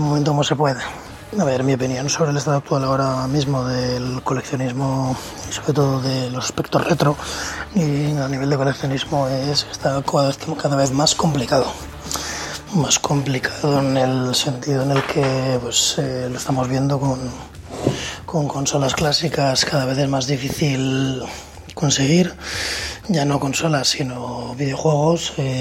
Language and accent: Spanish; Zaragoza, Aragon, Spain; soy de Zaragoza